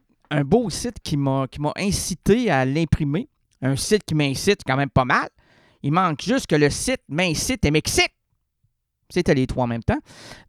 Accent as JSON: {"language": "French", "region": "Quebec", "country": "Canada", "said": "parce que nous sommes des Québécois, je suis Québécois"}